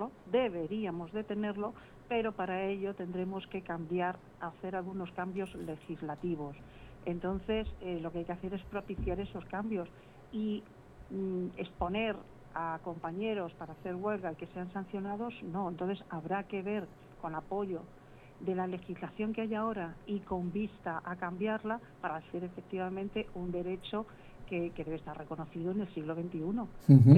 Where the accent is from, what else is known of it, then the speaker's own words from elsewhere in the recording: Torrenueva, Castilla-La Mancha, Spain; now in Albacete, Spain; Tú no tienes nada más que decirme cuando quieras visitar Valdepeñas, que mi pueblo es Torrenueva.